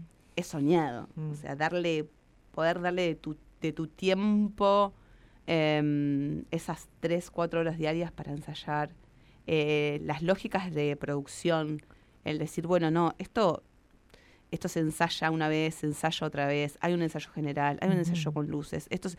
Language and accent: Spanish; La Pampa, Argentina; yo que soy de La Pampa